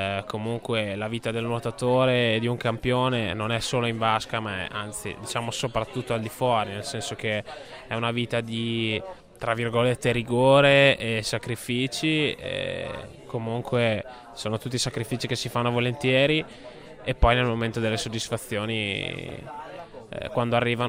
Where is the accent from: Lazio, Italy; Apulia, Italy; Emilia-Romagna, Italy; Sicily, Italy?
Emilia-Romagna, Italy; Forlì; Io poi sono di Forlì come Dovizioso